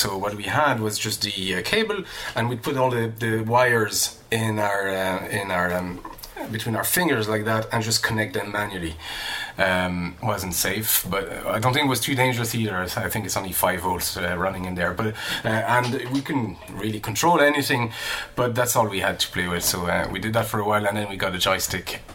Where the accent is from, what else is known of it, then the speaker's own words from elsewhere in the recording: France; I was born and raised in France and grew up in France.